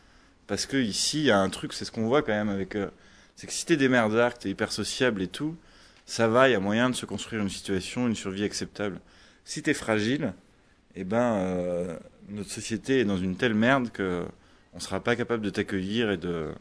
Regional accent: France; now in Belgium; J'ai quitté la France parce que j'avais fait comme beaucoup de Français font

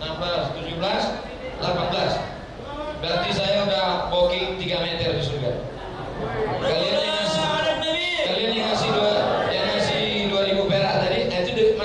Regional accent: Riau, Indonesia; saya dari Riau

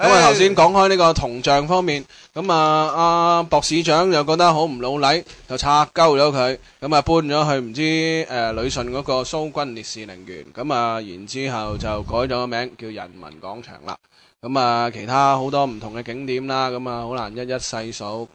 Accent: Hong Kong; 佢听到我哋系香港嚟嘅

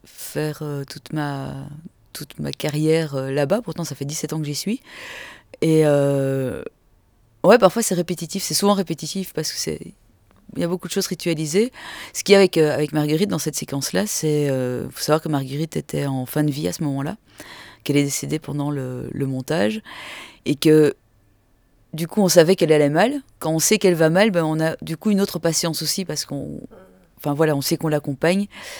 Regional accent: Belgium; Sinon, non, je suis de Belgique, belge.

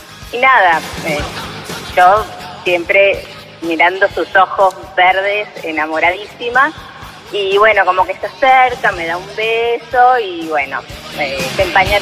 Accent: Cañuelas, Buenos Aires Province, Argentina; De Cañuelas.

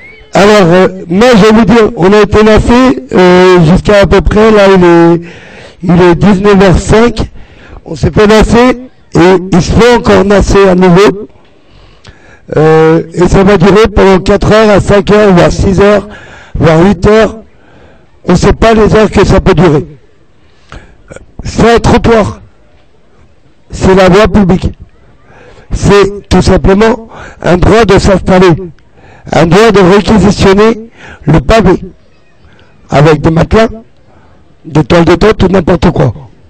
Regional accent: Paris, Île-de-France, France; born there; Je suis à la rue. Je suis français. Je suis né en France, Paris 14e.

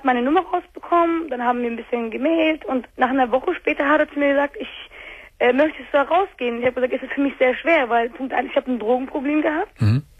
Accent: Turkey; ich bin auch Türkin.

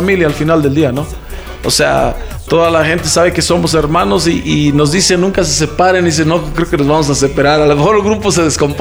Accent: Mexico; now in United States; somos mexicanos, pero radicamos en Estados Unidos.

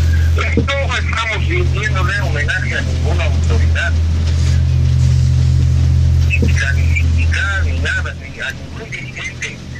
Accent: Potosí, Bolivia; Nosotros también como dirigentes no nos gustaría confrontarnos, somos potosinos

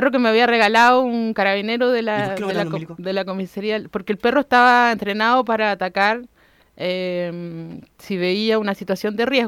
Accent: Recoleta, Santiago Metropolitan Region, Chile; Yo soy oriunda de Recoleta.

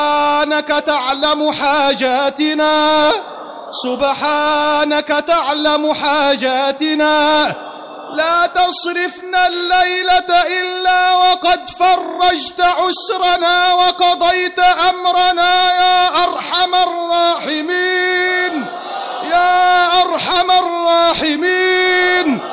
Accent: Egypt; اللهم احرس بلدنا مصر بعينك التي لا تنام

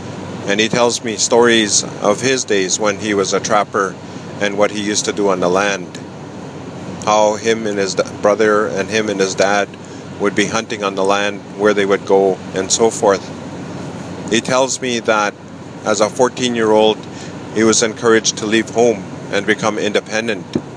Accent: Uranium City, Saskatchewan, Canada; born there; I was born in Uranium City in northern Saskatchewan on September 25th, 1957. This was the height of the uranium boom in northern Saskatchewan.

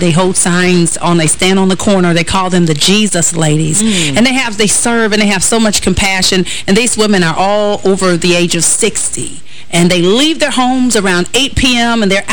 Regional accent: River Rouge, Michigan, United States; I remember being a little girl and we had some evangelists traveling through my hometown of River Rouge, Michigan.

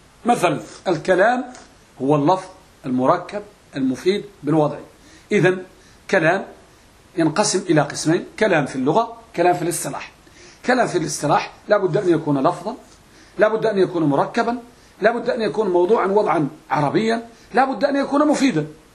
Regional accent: Morocco; وهذه مسألة موجودة عندنا بالمغرب تسمى المراجعة والمطالعة.

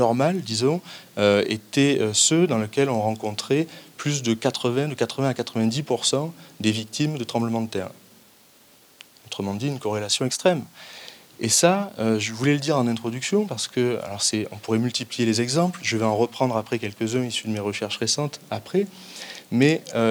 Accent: Aix-Marseille, Provence-Alpes-Côte d'Azur, France; Alors, moi je viens d'Aix-Marseille, hein. Il y a un prisme un peu local

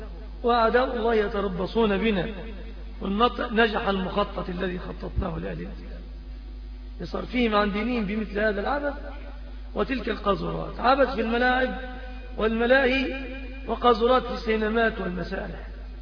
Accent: Egypt; المنكر الذي عم وطغى في بلادنا مصر

